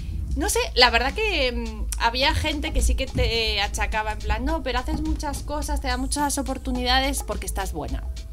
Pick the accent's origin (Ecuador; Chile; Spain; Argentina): Spain; Region of Murcia; Que soy de Murcia en realidad.